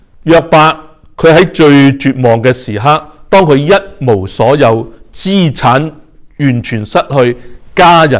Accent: Hong Kong; 小时候在香港居住的时候，因为天气是潮湿和热的缘故

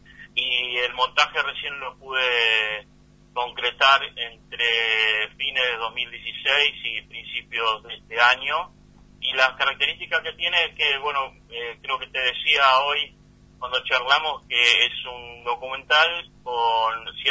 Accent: Bariloche, Río Negro, Argentina; casi todos los integrantes de los que trabajamos en esta película somos de Bariloche y vivimos o estuvimos hasta hace poco allí.

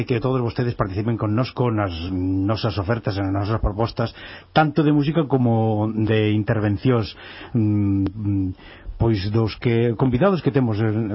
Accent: Galicia, Spain; aproveitando que somos galegos e falamos en galego

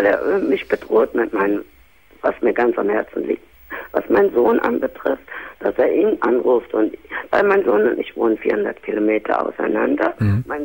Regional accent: Cologne, North Rhine-Westphalia, Germany; moved away as an adult; now in Hamburg, Germany; also ich komme auch aus Köln, ich sage das jetzt mal. Mhm. Und ich bin aber, als mein Sohn 13 war, bin ich nach Hamburg gezogen.

